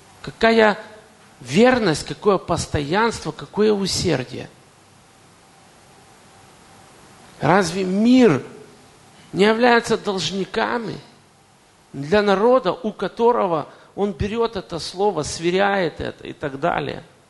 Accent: Kyiv, Ukraine; несмотря на то, что я коренной киевлянин, там родился и вырос

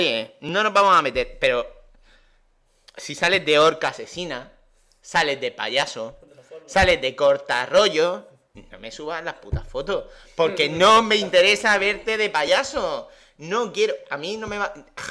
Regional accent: Region of Murcia, Spain; yo soy muy murciano

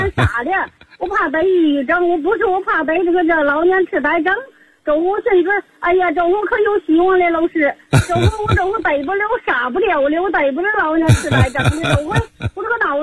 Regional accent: Hebei, China; 我是河北人

